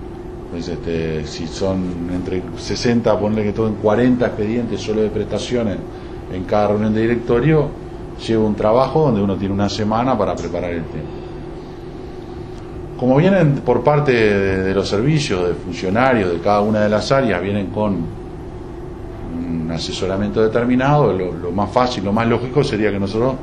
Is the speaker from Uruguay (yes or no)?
yes; Uruguay; cómo es nuestro país o cómo somos los uruguayos